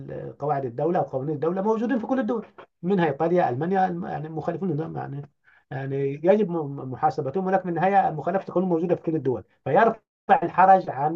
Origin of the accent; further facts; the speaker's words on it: Upper Egypt, Egypt; أنا كصعيدي ريفي يعني عايشت هذا الأمر،